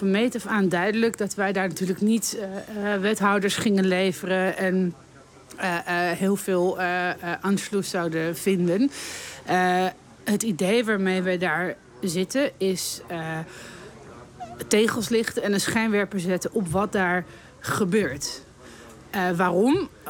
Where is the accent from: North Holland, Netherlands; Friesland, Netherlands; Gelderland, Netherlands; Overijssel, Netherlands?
North Holland, Netherlands; Amsterdam; Ik hou echt van Amsterdam. Ik ben hier geboren in Amsterdam-Oost. Ik woon daar nog steeds.